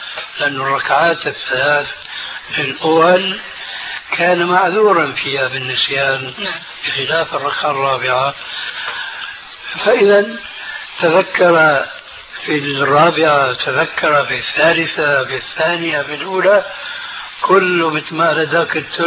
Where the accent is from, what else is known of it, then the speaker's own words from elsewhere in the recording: Syria; خلينا كما يقولون عندنا في سوريا نضربها على الهوية